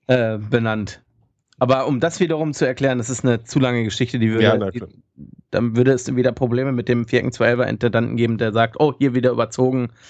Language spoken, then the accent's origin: German; Hanover, Lower Saxony, Germany; ich als Hannoveraner muss ganz ehrlich sagen